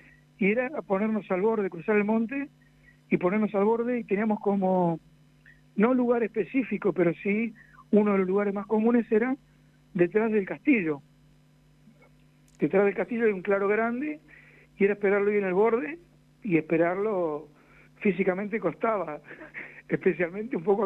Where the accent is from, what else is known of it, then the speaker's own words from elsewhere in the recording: Buenos Aires, Argentina; somos 3 de Buenos Aires, 2 de Buenos Aires, Hernán y yo